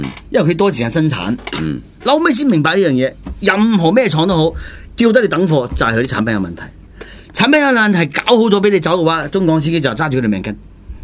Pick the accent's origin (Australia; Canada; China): China; 我都認為我大陸人啊嘛。